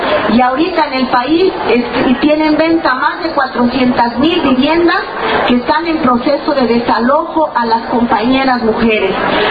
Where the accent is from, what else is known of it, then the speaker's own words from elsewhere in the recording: Mexico; de México, del Movimiento de Liberación Nacional.